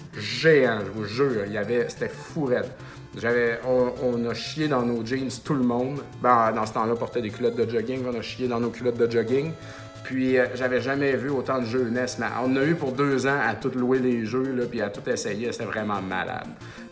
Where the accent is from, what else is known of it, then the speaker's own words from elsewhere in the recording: Saint-Joseph-de-Beauce, Quebec, Canada; Moi, je viens de Saint-Joseph-de-Beauce